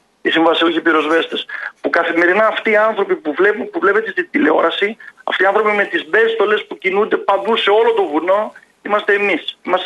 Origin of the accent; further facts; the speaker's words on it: Thessaloniki, Central Macedonia, Greece; από τη Θεσσαλονίκη που είμαι εγώ